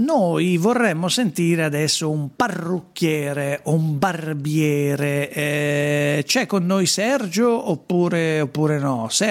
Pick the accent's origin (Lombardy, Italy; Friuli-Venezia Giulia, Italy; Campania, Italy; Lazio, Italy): Lombardy, Italy; Sesto San Giovanni; io sono di Sesto San Giovanni, che è l'Alto Milanese.